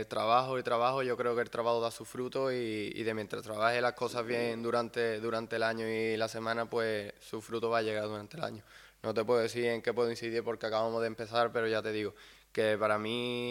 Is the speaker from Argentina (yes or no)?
no; Seville, Andalusia, Spain; Yo vengo de Sevilla y hace bastante calor y la verdad que aquí es un clima bastante parecido